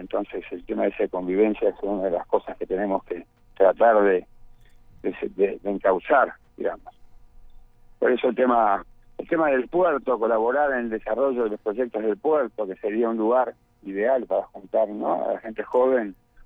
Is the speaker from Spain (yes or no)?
no; Punta del Este, Maldonado, Uruguay; Yo soy hijo, pero en realidad soy nieto también de Punta del Este.